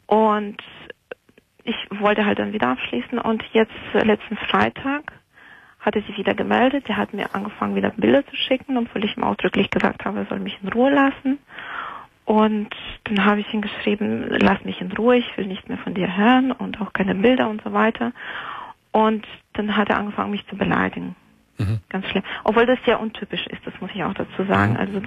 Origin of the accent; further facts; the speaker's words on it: Moldova; now in Germany; Ich bin alleine hier in Deutschland, also ich komme ursprünglich aus Moldawien und meine Eltern, Familie und alles, die wohnen dort.